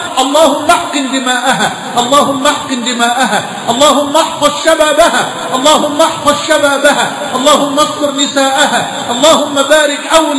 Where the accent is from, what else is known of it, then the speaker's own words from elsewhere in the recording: Egypt; بلدنا مصر